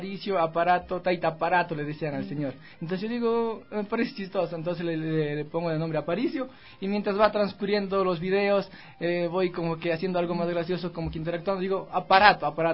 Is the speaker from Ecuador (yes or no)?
yes; Saraguro, Loja, Ecuador; soy de Saraguro, con mis amigos que formamos parte del team, conocido en el mundo como Ahora Pit